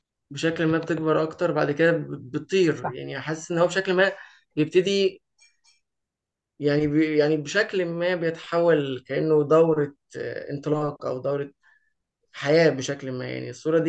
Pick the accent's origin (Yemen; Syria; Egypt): Egypt; مؤخرا بدأت أكتشف إن بلدنا جميلة بشكل ما، بلدنا تحديدا اللي هي قريتنا يعني، ومصر تحديدا